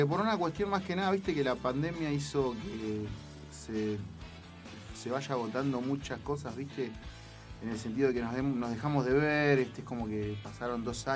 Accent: Abasto, Buenos Aires, Argentina; soy de acá de La Plata, nací en Abasto, nacido y criado en Abasto, zona oeste clásico.

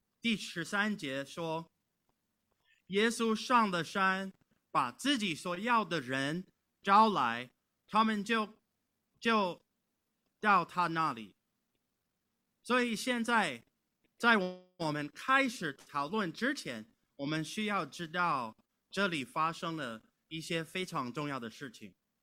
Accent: California, United States; Chinese is a second language; 或者像我是来自加利福尼亚州，我们有一个4421米高的魏特尼山

